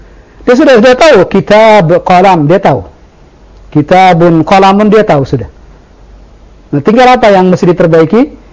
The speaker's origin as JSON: {"language": "Indonesian", "country": "Indonesia", "said": "Kalau saya sudah dengar bahasa Indonesia sejak kecil. Bahkan sejak saya dilahirkan dari perut ibu saya, bahasa ibu saya adalah bahasa Indonesia."}